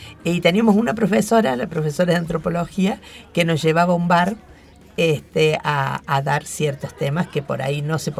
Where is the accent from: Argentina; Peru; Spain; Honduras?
Argentina; Bell Ville, Córdoba; now in Córdoba, Argentina; Yo empecé psicopedagogía, me vine a Córdoba, yo soy de Belville. Me vine a Córdoba y empecé a estudiar psicología.